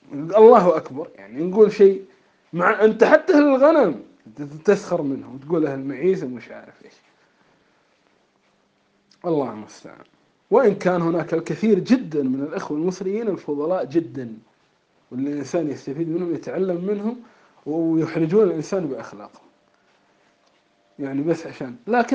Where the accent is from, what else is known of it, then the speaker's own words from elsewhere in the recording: Kuwait; نحن أول مدرسة عندنا في الكويت